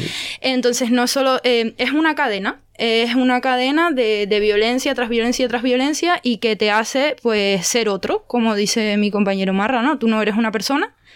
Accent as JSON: {"language": "Spanish", "region": "Canary Islands", "country": "Spain", "said": "yo soy canaria y sé más o menos cómo está funcionando ahora mismo las cosas allí"}